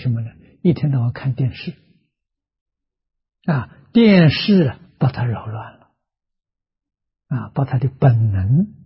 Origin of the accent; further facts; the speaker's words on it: China; 大概印度人的汗毛比我们多啊，我们中国人的汗毛比较少啊